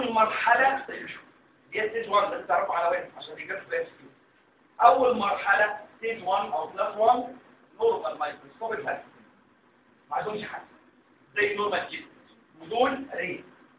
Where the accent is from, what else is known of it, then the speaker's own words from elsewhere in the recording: Egypt; عشان كده مش كومن عندنا في مصر